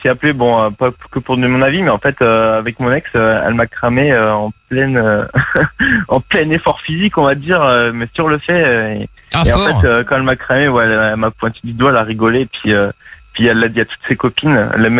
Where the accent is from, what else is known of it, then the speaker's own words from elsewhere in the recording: Reims, Grand Est, France; now in Marseille, France; J'habite là-bas, mais en fait, je suis arrivé il y a même pas un an à Marseille, mais je viens de Reims.